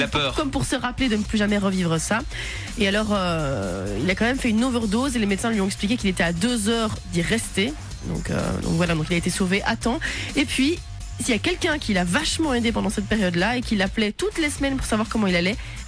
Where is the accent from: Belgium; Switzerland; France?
Belgium; commence à arriver chez nous en Belgique